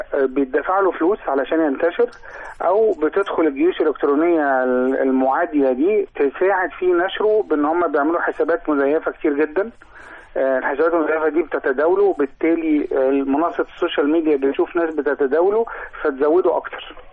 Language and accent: Arabic; Egypt; أنا مجلس الوزراء عندنا في مصر عمل خطوة ممتازة جدا